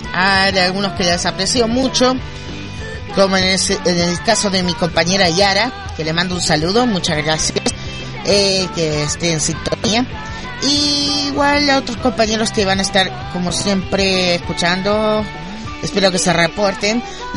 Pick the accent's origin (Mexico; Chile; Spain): Chile; por si no saben mi acento, yo soy de Chile.